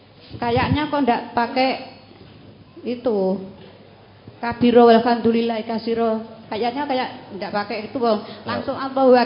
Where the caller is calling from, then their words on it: Ambarawa, Central Java, Indonesia; dari Ambarawa, Semarang, Baran Gembiang.